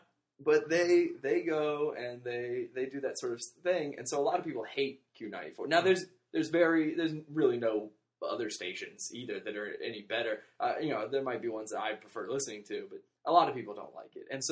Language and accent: English; Richmond, Virginia, United States; My hometown, Richmond, Virginia, there's a radio station.